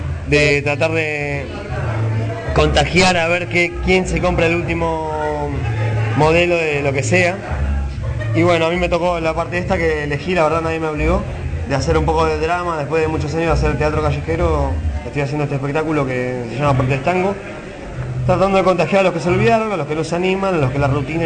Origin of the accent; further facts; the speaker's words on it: Buenos Aires, Argentina; si mi forma de hablar de viajero puede ayudar, está mezclada con distintos lugares, pero bueno, yo qué sé, yo crecí acá en Buenos Aires